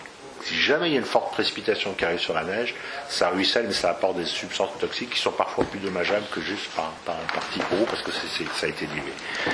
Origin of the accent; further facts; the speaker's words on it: Lyon, Auvergne-Rhône-Alpes, France; Je ne sais pas parce que je suis lyonnais, mais c'est vrai.